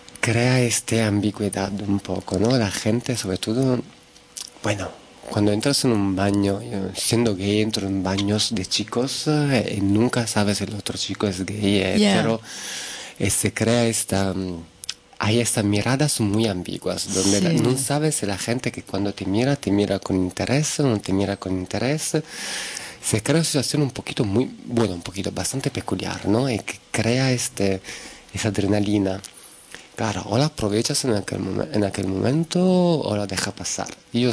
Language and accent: Spanish; Italy; Spanish is a second language; siendo italiano, en Italia hay mucha homofobia también, entonces siempre te crías con el miedo